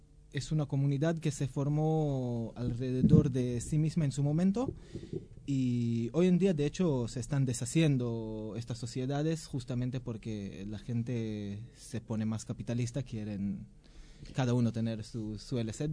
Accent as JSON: {"language": "Spanish", "country": "Israel", "second_language": "Spanish", "moved": "as an adult", "lives_now": "Argentina", "said": "Yo estoy hace 9 años en la Argentina. Soy israelí. Viví en un kibbutz, es una comunidad de socialista comunista. A los 18 años entré al ejército."}